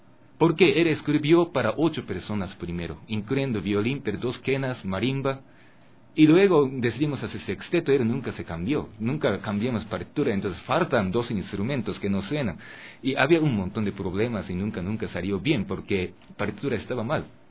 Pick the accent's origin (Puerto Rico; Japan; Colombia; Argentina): Japan; Spanish is a second language; yo vengo de Japón, y cuando yo tengo alguna inspiración de esa cultura ecuatoriana, pero dentro de mí todavía hay algo que escuché cuando yo era bebé en Japón.